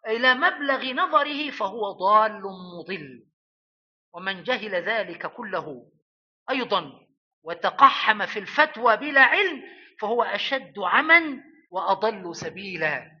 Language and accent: Arabic; Upper Egypt, Egypt; أنا أقول هذا لأن عندنا في الصعيد وفي الفلاحين يتكلمون على غائط البهائم جلة